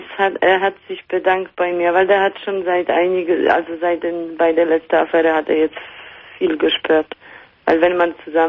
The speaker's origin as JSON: {"language": "German", "country": "Poland", "lives_now": "Germany", "said": "Aus Polen."}